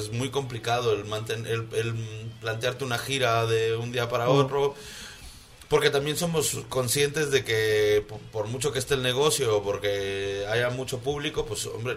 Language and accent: Spanish; Quito, Pichincha, Ecuador; yo soy de Quito, pero... Pero yo no sé si es que nos quieren más en Quito o nos quieren más en Ambato.